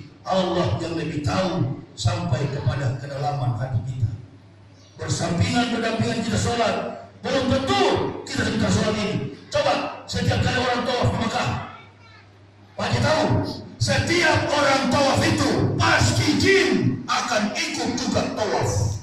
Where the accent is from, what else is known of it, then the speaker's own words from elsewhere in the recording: Makassar, South Sulawesi, Indonesia; Maksud saya begitulah kita orang Makassar.